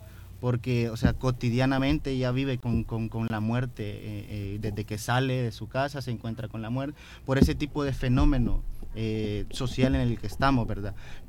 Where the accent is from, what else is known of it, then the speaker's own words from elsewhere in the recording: El Salvador; todo el contexto histórico que hemos venido viviendo como sociedad salvadoreña